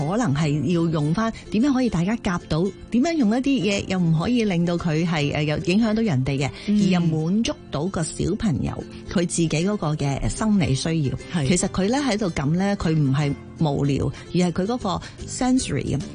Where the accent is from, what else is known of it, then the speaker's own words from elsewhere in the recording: Hong Kong; 你知我哋香港人会好赶嘅。